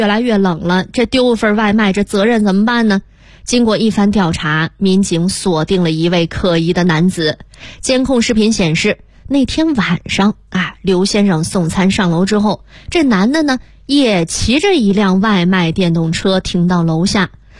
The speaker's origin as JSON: {"language": "Chinese", "town": "Shijiazhuang", "region": "Hebei", "country": "China", "lives_now": "Beijing, China", "said": "那时候啊，北京的冬天真冷啊！我们作为从南方过来的人啊，"}